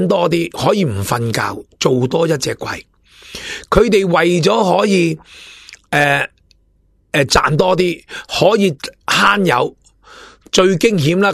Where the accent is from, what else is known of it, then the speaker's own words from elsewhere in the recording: Hong Kong; 我哋香港人唔醒觉